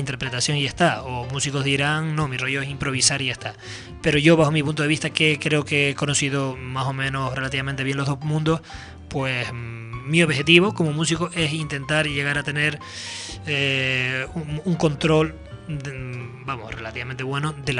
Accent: Canary Islands, Spain; canarios, hay varios contrabajistas, buenos contrabajistas

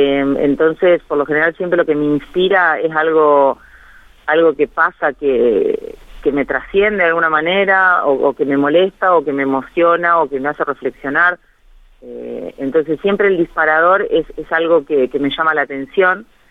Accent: Guatimosín, Córdoba, Argentina; moved away; also born or lived in Rosario; Bueno, yo soy oriunda de un pueblito que se llama Guatimosín, es un pueblo que queda al sureste de la provincia de Córdoba, por eso no tengo tonada cordobesa, pero soy cordobesa.

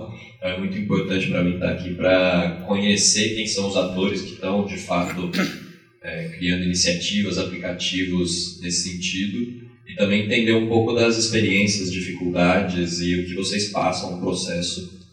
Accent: São Paulo, Brazil; sou de São Paulo também

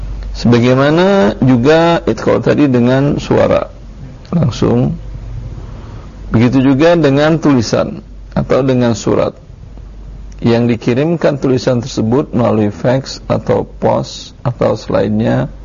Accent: Pekanbaru, Riau, Indonesia; di Medan atau di Pekanbaru lah, kampung saya

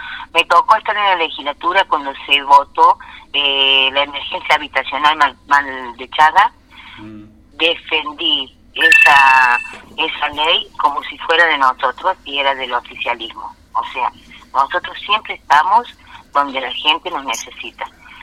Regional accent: San Pedro, Argentina; born or raised there; also born or lived in Villa Dolores

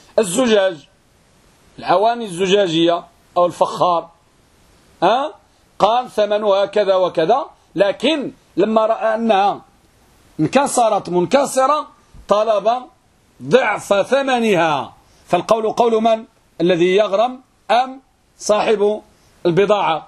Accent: Morocco; لأن يعتقد أن عندنا في المغرب وماشي غير في المغرب فقط يقول الغرامة حرام

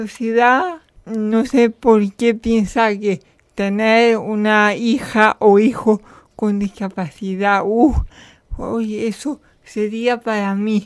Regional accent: Canjáyar, Andalusia, Spain; soy natural de Canjaya. Yo estudié en un colegio público, en el colegio de mi pueblo público, Santa Cruz, en el instituto de mi pueblo también, Valle del Andaraz.

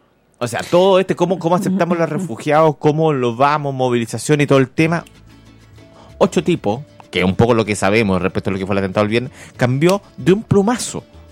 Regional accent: Chile; Como chilenos nos hemos puesto grave

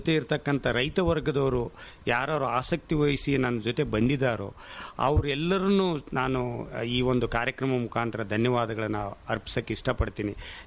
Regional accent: Budugumpa, Karnataka, India; born there; ನಾನು ಹುಟ್ಟಿದ್ದು ಕಾರ್ಟಿಗೆ ಹತ್ರ ಬೂದುಗುಂಪದಿಂದ ಆಗಿರೋದ್ರಿಂದ

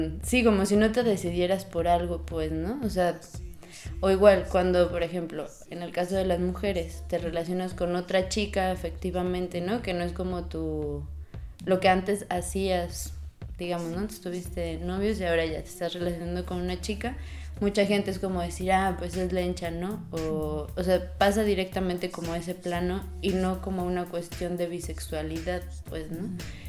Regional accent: San Luis Potosí, Mexico; Soy de San Luis Potosí

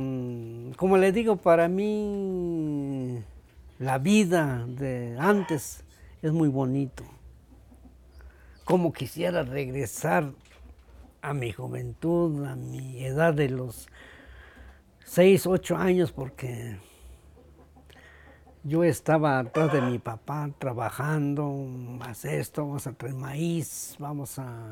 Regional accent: Yetón, Chiapas, Mexico; born there; yo nací en Yetón, Aldama.

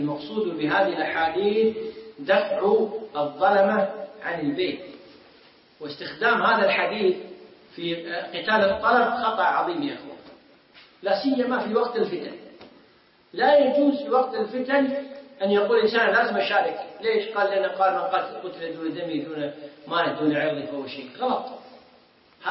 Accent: Kuwait; عندنا في الكويت قبل أكثر من 10 سنوات

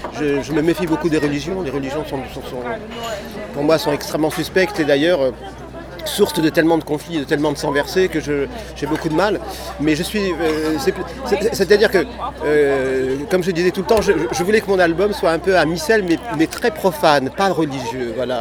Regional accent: Provence-Alpes-Côte d'Azur, France; beaucoup bougé, en fait, voilà, parce qu'avec un papa dans l'armée, on passe de caserne en caserne, alors donc voilà... Mais j'ai grandi aussi en Provence

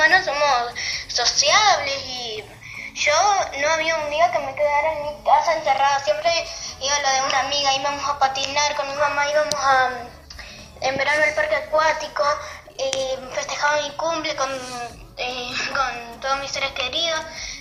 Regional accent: Paraná, Entre Ríos, Argentina; soy de Paraná, Entre Ríos

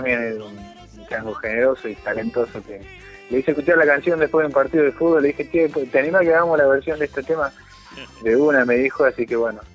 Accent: Argentina; now in Bolivia; Y yo tener la posibilidad de componer una canción siendo argentino, estando gozando la cultura boliviana desde hace poquito tiempo

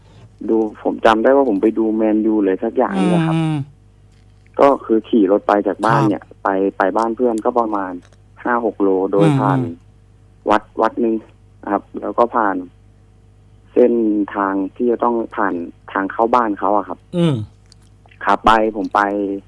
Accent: Chai Nat, Thailand; also born or lived in Nonthaburi; ครับผมเกิดที่นนทบุรีแต่ผมมาโตที่จังหวัดชัยนาทตั้งแต่เด็กครับ

